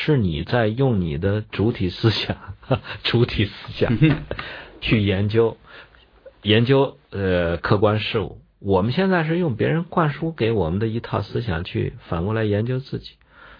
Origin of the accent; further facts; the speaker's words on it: China; 所以这个甲子是我们中国人的纪年的方法